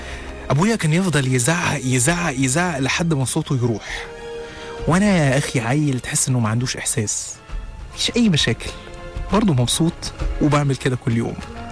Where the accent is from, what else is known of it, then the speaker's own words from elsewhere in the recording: Upper Egypt, Egypt; أنا اتولدت وعشت في الصعيد من مواليد إيدين الست الداية أم حسن في 12/2 سنة 1985.